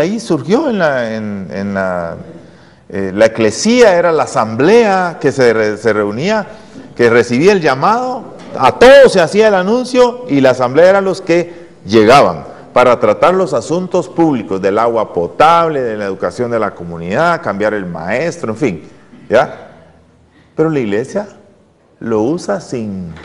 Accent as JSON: {"language": "Spanish", "country": "Guatemala", "said": "yo soy chapín, hermanos, ¿verdad? ¿Ya? Yo soy chapín."}